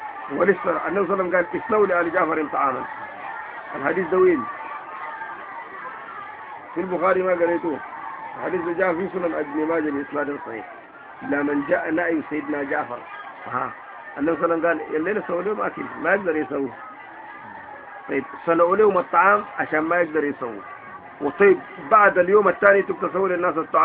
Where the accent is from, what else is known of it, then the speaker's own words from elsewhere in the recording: Sudan; ومن العادات الكعبة عندنا في السودان